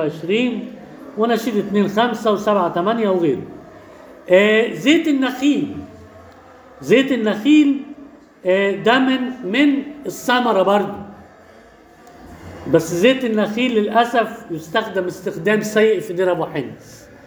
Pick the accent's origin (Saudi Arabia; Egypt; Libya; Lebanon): Egypt; عندنا في مصر كده